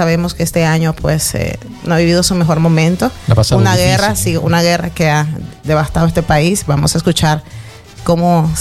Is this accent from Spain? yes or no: no; Nicaragua; Yo no vivo esa tradición. Soy procedente de Nicaragua.